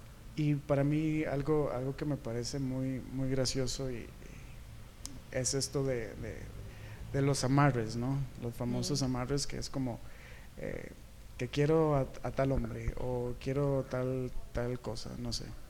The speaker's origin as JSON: {"language": "Spanish", "country": "Costa Rica", "lives_now": "Mexico", "said": "desde que estoy acá en el país, yo soy de Costa Rica"}